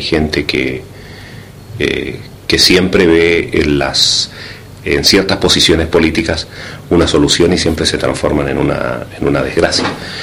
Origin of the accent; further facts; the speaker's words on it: Chile; Lo digo como chileno, también como ciudadano agradecido de América Latina